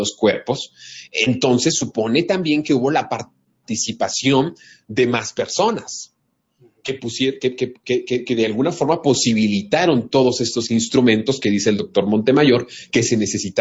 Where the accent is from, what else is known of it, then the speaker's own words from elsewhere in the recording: Mexico; como ciudadanos, como mexicanos, con nuestra propia identidad entre nosotros mismos